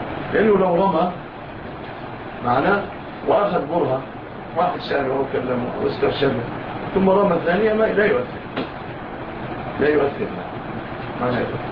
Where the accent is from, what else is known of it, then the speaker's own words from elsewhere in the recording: Egypt; وجاء مع الفاتحين إلى بلادنا مصر